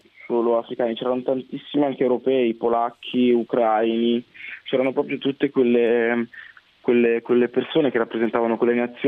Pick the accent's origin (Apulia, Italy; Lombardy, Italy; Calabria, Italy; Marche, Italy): Lombardy, Italy; Busto Arsizio; born there; also born or lived in South Italy; io sono nato a Busto Arsizio Varese. E poi dopo niente, i miei genitori da Busto Arsizio si sono trasferiti al sud, nel sud Italia